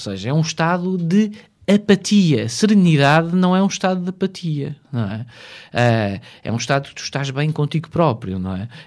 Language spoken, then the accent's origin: Portuguese; Portugal; chegámos porque somos portugueses.